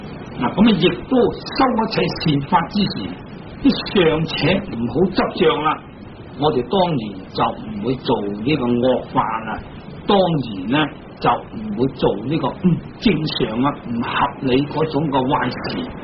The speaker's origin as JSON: {"language": "Cantonese", "country": "China", "said": "好似我哋中国人读古文，咁啊读四书、读五经啊"}